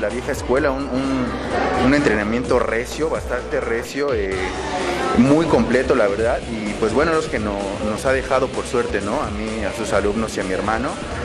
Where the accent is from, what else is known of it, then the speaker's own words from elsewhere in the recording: Mexico City, Mexico; yo soy del DF, pero bueno, ¿qué te digo? También traigo sangre tapatía, ¿no?